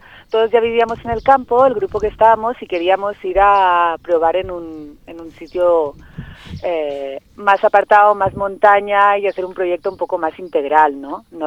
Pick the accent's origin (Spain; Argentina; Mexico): Spain; Catalonia; now in Huesca, Spain; Somos catalanas las que estamos ahora y pues bueno, en Cataluña se nos agotó un poco la búsqueda